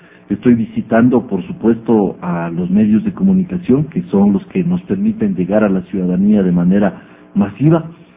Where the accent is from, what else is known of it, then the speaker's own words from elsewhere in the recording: Ecuador; O somos más los ecuatorianos que queremos vivir en paz.